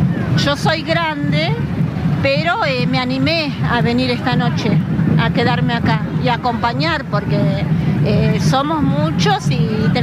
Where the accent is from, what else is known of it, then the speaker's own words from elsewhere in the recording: Moreno, Buenos Aires Province, Argentina; De Moreno.